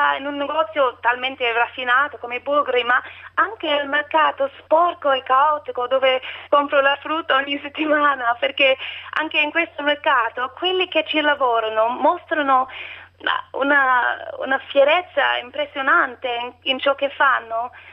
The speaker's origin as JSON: {"language": "Italian", "country": "Australia", "second_language": "Italian", "moved": "yes", "lives_now": "Italy", "said": "Io sono australiana e non parlo ancora molto bene, spero che mi capiate."}